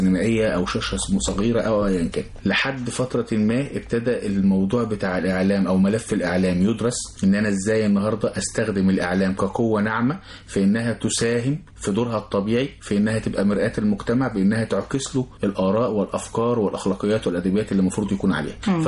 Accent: Egypt; احنا كمجتمع مصري

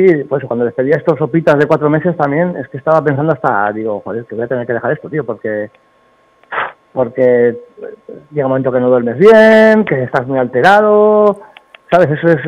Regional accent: Bilbao, Basque Country, Spain; como soy de Bilbao, pues lo tengo que tener muy alto

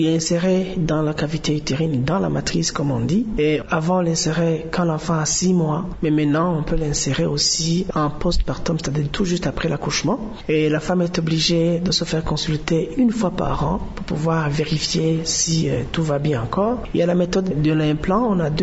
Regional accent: Burundi; Chez nous au Burundi, comme partout ailleurs dans le monde

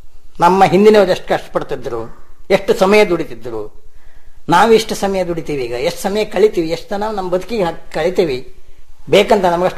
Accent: Hosakote, Karnataka, India; ಅಲ್ಲೇ ಹೊಸಕೋಟೆ ಅಂತ ನಮ್ಮ ಊರು. ಆ ಊರು ಮುಳುಗಡೆ ಆದ್ಮೇಲೆ ನಮ್ಮ ತಂದೆ 4 ಕಡೆ ಆಸ್ತಿ ಮಾಡಿದ್ರು.

